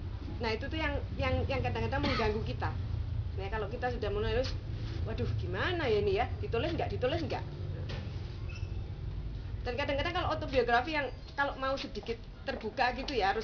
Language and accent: Indonesian; Surabaya, East Java, Indonesia; saya bilang, saya ini orang Indonesia, saya bilang, lahir besar di Surabaya.